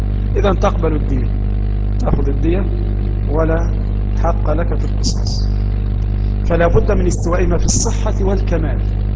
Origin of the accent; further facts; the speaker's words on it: Egypt; يفيدنا كمصريين في دراسة هذا الكتاب